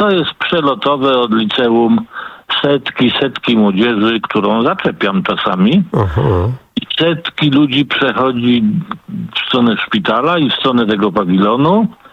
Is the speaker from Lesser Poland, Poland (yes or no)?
no; Poznań, Greater Poland Voivodeship, Poland; now in Tychy, Poland; Poprzedniczka wywołała nazwę mojego rodzinnego miasta Poznania. Ale ja już 60 lat w Tychach mieszkam, ale jako Poznaniak odwiedzam.